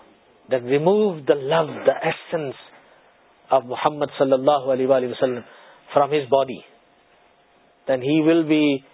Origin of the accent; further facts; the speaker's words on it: South Africa; I come from South Africa, you are living in UK, and we are equally benefiting.